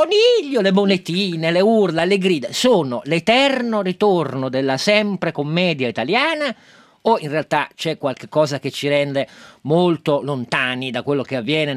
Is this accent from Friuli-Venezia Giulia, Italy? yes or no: no; Turin, Piedmont, Italy; Io da torinese spendo una buona parola.